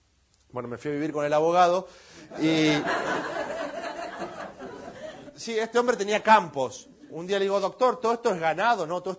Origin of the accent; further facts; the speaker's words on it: Olivos, Buenos Aires Province, Argentina; Yo soy de Zona Norte. Soy de un barrio bien. Soy de Olivos. Soy rubio. Y soy peronista.